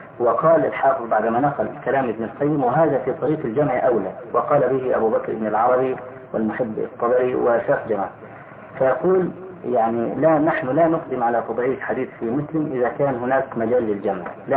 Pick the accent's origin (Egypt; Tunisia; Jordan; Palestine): Egypt; فأخذها بعض الناس عندنا في مصر